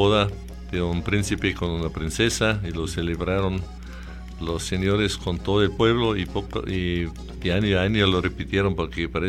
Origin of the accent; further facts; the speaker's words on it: Bavaria, Germany; now in Peru; Primero, en Alemania es un poquito como acá en el Perú.